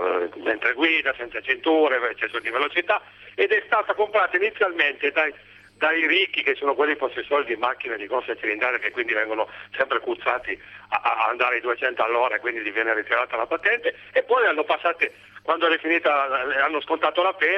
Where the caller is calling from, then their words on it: Turin, Piedmont, Italy; Ciao, sono da Torino